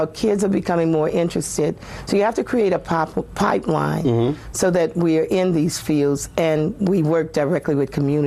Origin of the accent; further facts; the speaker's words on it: New Orleans, Louisiana, United States; And I'm from New Orleans, so, and I know that 80% of all of the people who were affected by Katrina were African American